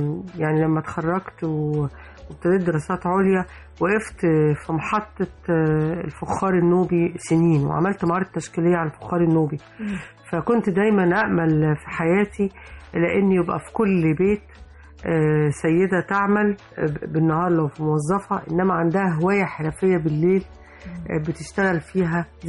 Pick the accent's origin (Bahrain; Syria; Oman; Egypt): Egypt; Upper Egypt; طب انا كصعيدية من قرية تقريبا الشقة اندثرت منها